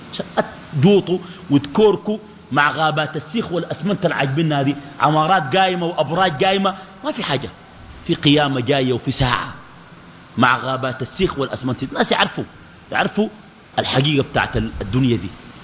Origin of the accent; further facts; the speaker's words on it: Sudan; يا إخواننا في ناس يدعوا المهدية كتار، يعني عندنا في السودان